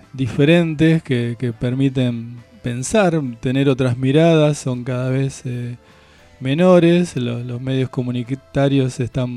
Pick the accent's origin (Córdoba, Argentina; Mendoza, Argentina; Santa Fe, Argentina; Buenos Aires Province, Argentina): Buenos Aires Province, Argentina; La Plata; digamos, para quienes somos de acá de La Plata